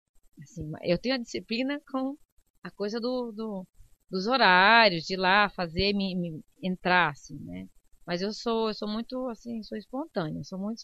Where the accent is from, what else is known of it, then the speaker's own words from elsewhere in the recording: Joinville, Santa Catarina, Brazil; Então, eu nasci em Joinville, né? Sou da Avenida Cuba